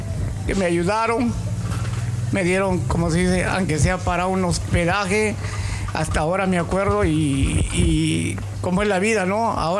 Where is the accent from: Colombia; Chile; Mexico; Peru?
Peru; Trujillo, La Libertad; ¿tú eres peruano? Sí, le dije. ¿Y de qué parte eres? Soy trujillano, le digo.